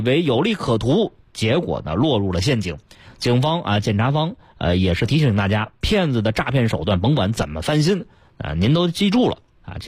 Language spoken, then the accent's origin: Chinese; Beijing, China; 咱们北京人